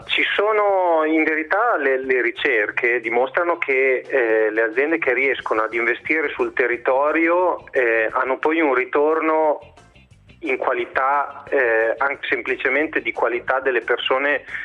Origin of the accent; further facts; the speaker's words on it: Bologna, Emilia-Romagna, Italy; visto che siamo di Bologna